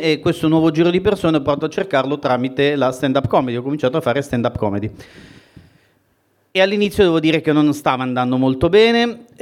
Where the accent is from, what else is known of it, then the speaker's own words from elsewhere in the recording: Calabria, Italy; anche se dal mio accento non si direbbe, sono calabrese.